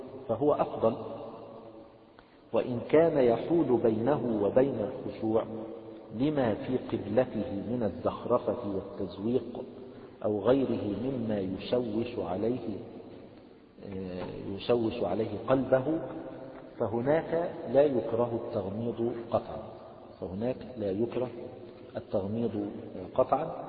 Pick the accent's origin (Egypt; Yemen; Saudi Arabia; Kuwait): Egypt; عندنا في مصر يعني كثير من الناس يقلبون أيديهم هكذا إذا قال السلام عليكم ورحمة الله الشمال